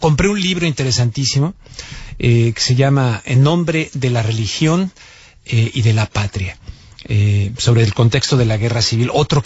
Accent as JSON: {"language": "Spanish", "country": "Mexico", "said": "No soy español, soy mexicano"}